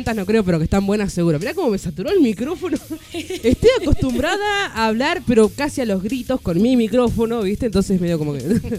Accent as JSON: {"language": "Spanish", "town": "Adolfo Gonzales Chaves", "region": "Buenos Aires", "country": "Argentina", "said": "yo soy de Adolfo González Chávez, provincia de Buenos Aires."}